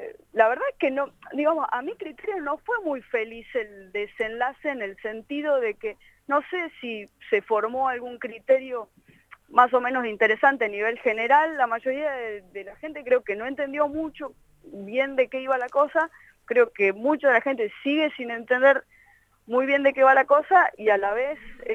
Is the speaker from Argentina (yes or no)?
yes; Tucumán, Argentina